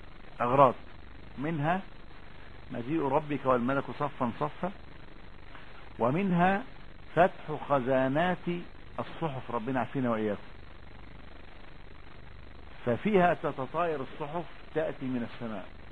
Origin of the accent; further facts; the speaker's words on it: Upper Egypt, Egypt; لا احنا صعيدة يا حاج. لا هو المشكلة في ايه يعني، ان انا صعيدي وهما بورسعيدية.